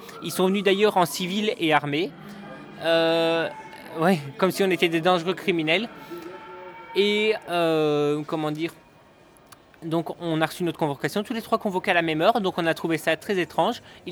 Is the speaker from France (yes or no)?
no; Belgium; de nationalité je suis français, mais j'ai toujours vécu en Belgique et je vis encore à l'heure actuelle en Belgique.